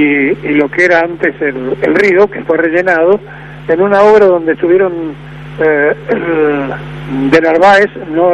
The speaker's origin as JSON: {"language": "Spanish", "town": "Vicente López", "region": "Buenos Aires Province", "country": "Argentina", "said": "Hola, buen día … Y soy de Vicente López"}